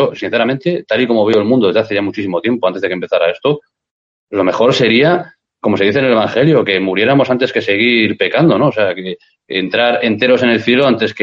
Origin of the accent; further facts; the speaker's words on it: Spain; Ante todo soy español y soy católico, soy cristiano más que nada.